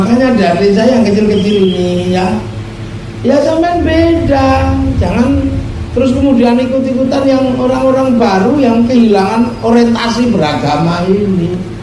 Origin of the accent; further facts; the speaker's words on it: Yogyakarta, Special Region of Yogyakarta, Indonesia; Saya orang Jogja paham sekali di sana.